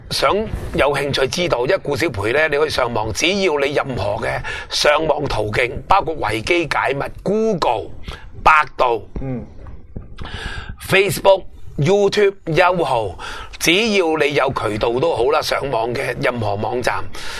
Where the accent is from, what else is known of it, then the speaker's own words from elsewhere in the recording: Hong Kong; 我哋香港人唔会买伊斯兰基金嘅。